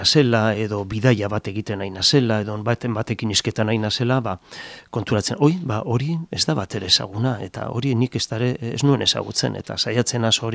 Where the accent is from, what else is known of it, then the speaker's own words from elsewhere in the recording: Lezo, Basque Country, Spain; nire herrian Lezon eta hola